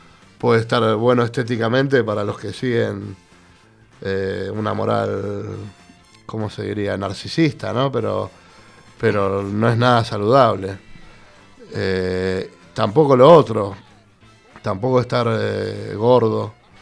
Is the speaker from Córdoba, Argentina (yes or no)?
no; Buenos Aires, Argentina; yo soy del barrio de San Telmo, originariamente